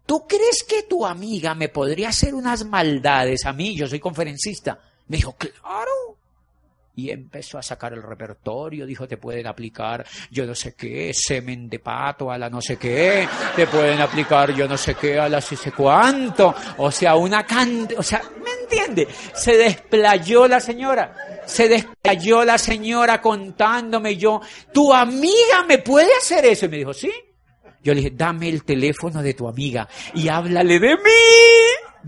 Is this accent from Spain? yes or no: no; Colombia; Yo le dije, yo soy de Colombia.